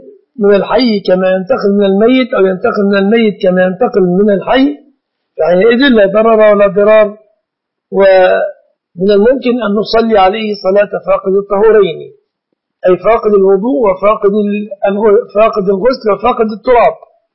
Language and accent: Arabic; Egypt; فالناس درجوا في بلادنا مصر على أن يعلقوا الطلاق للتهديد